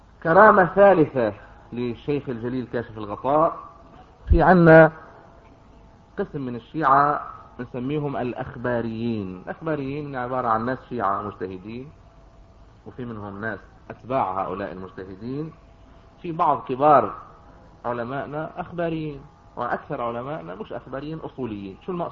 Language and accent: Arabic; Yater, Nabatieh Governorate, Lebanon; بدي اقول لكم قصة حدث بها شخص فلاح متواضع من قريتنا من ياطر